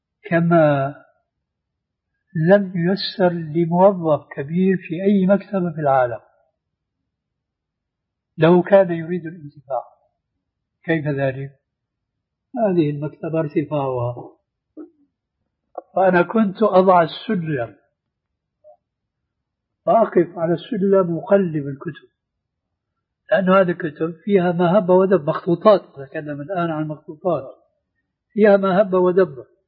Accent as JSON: {"language": "Arabic", "country": "Syria", "said": "وبلط الشيرة أيضا يقولوا عندنا في الشام"}